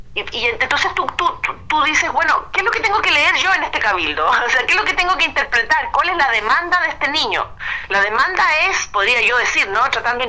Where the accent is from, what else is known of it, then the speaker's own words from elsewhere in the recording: Chile; la necesidad que tenemos como chilenos de escucharnos entre nosotros mismos